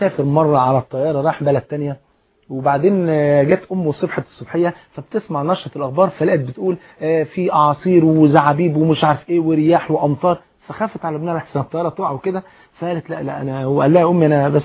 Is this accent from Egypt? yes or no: yes; Egypt; جريدة الأخبار أو الأهرام عندنا في مصر